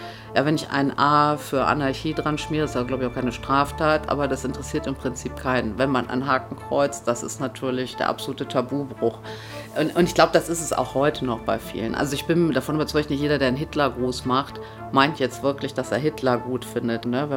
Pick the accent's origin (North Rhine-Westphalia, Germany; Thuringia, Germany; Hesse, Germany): North Rhine-Westphalia, Germany; Wesel; komme ursprünglich vom Niederrhein. Ich bin in Wesel geboren worden